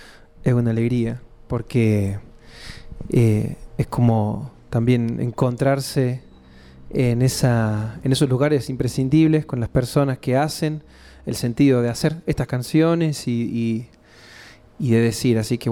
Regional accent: Córdoba, Argentina; accent: cordobés; yo soy de Córdoba capital. Se nota ahí la tonada en la supervivencia de la lengua come chingón, esa tonada cordobesa de Córdoba capital. Soy de un barrio popular que se llama Barrio General Bustos, un barrio ligado al ferrocarril

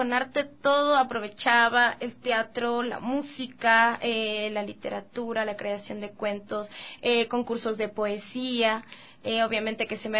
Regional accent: Quito, Pichincha, Ecuador; born there; Soy nacida en Quito.

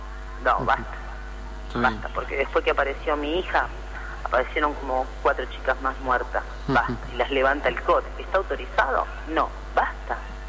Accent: Tigre, Buenos Aires Province, Argentina; me crié en Tigre y en la época de la dictadura pasaba esto.

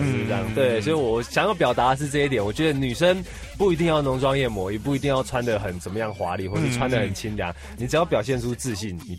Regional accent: Tainan, Taiwan; now in Taipei, Taiwan; 因为我其实都在台南读书，在台南长大，但是后来上来台北工作之后

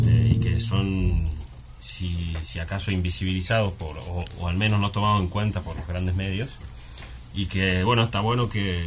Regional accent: Argentina; Sí, tampoco soy de aquí, soy argentino.

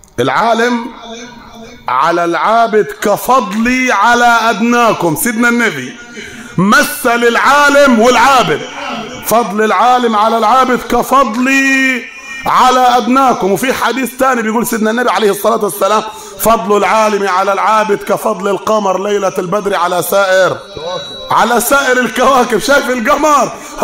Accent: Upper Egypt, Egypt; كلام عندنا في الصعيد

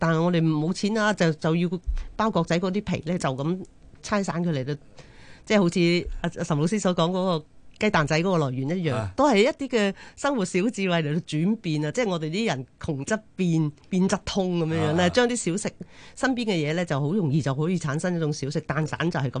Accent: Chaozhou, Guangdong, China; 即係譬如我哋潮州人中意做嗰啲蚵仔煎啊嗰啲咧，其實都用鴨蛋嘅喎。

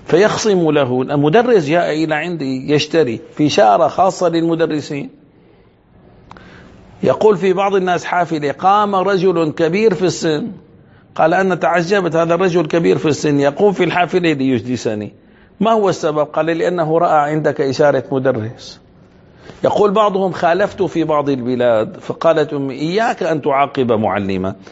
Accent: Damascus, Damascus Governorate, Syria; من الممكن أن أقول مثلا كان عندنا في دمشق، إن شاء الله هيك ربي بيرجع الأمان

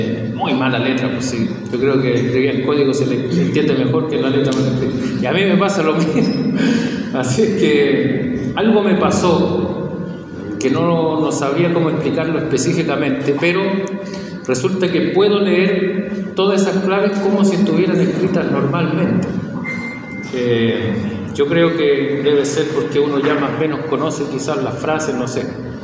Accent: Chile; Soy chileno.

